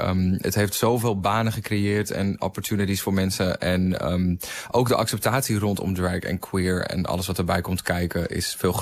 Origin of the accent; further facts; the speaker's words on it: Volendam, North Holland, Netherlands; de wereld waar ik ben opgegroeid in Volendam was heel heteronormatief.